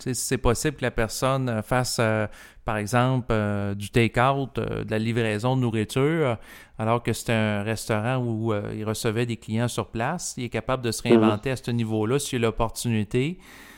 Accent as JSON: {"language": "French", "town": "Quebec City", "region": "Quebec", "country": "Canada", "said": "parce que moi, je viens de Québec, j'ai suivi le dossier."}